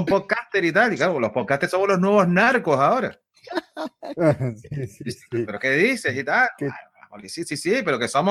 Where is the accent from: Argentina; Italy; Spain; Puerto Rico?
Spain; Canary Islands; que soy de España, soy de las Islas Canarias